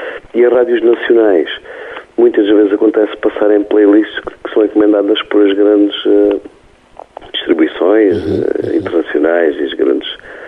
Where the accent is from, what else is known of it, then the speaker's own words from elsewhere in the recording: Portugal; Estamos em Portugal, somos portugueses e temos que jogar com as regras que há.